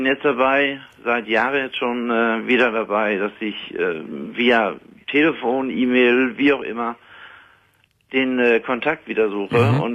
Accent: Ostrhauderfehn, Lower Saxony, Germany; Und das ist auch mein Ostrauderfehn. Rauderfehn ist mein Heimatort.

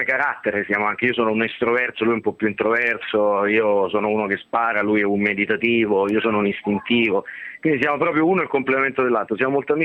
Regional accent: Rome, Lazio, Italy; Io sono molto romano, lui è molto milanese

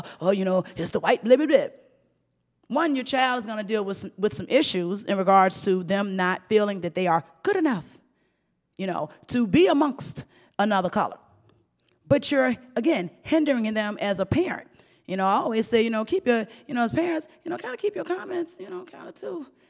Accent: United States; born there; because I was born in Blackwell Project, 17th Street.

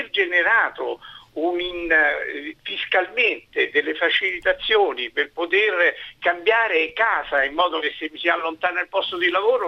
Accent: Rome, Lazio, Italy; Io sono di Roma e ho una antica esperienza di questa città. Quando eravamo piccoli, noi abitavamo al centro

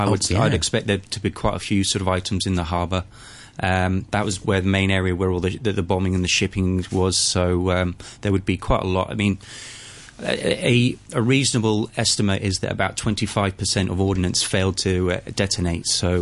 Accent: Hong Kong; I was born and raised here in Hong Kong

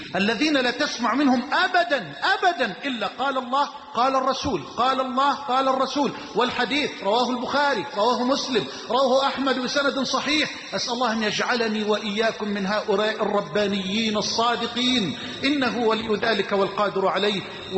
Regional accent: Egypt; واجعل بلدنا مصر أمنا أمانا سخاء رخاء

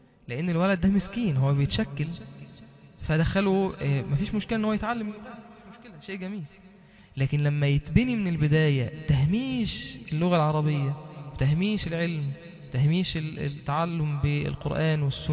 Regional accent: Egypt; first language Arabic; انا اكون راجل مسلم مصري بتكلم عربي لغتي الام

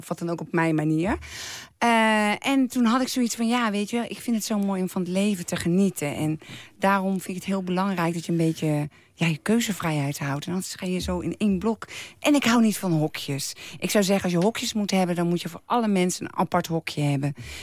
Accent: The Hague, South Holland, Netherlands; Ja, ik kom officieel uit Den Haag.

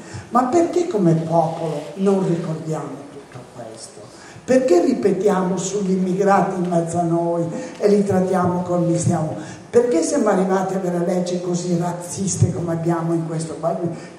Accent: Naples, Campania, Italy; ma io vengo da Napoli, dal sud, che sta soffrendo immensamente

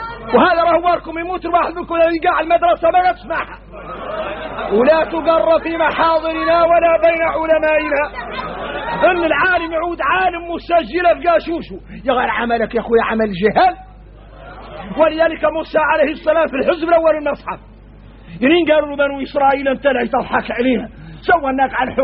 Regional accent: Mauritania; احنا موريتاني بينا الشدة

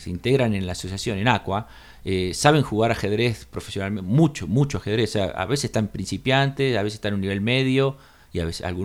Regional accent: Capilla del Monte, Córdoba, Argentina; que somos de acá de Capilla del Monte

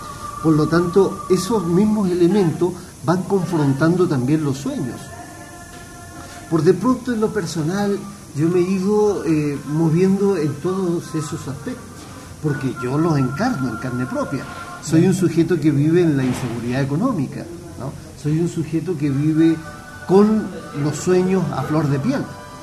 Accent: Chile; termino pasando un mes en prisión en el Estadio Chile, el Estadio Nacional en mi país

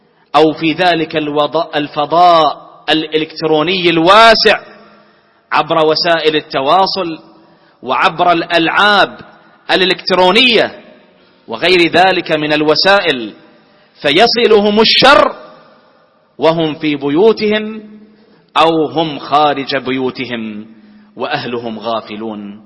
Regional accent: Bahrain; واجعل بلدنا البحرين آمنة مطمئنة

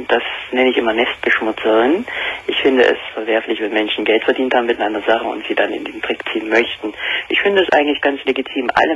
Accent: Saxony, Germany; born there; Ich weiß ja nicht, ob man heraushört, woher ich komme. Ich bin gebürtiger Sachse.

